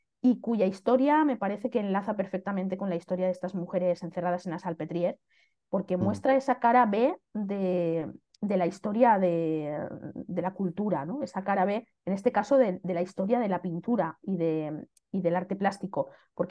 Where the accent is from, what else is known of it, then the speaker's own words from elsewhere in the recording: Xàtiva, Valencian Community, Spain; first language Valencian; pues Xàtiva, mi ciudad, efectivamente yo soy de Xàtiva y me apetecía mucho ubicar la trama de mi historia en mi ciudad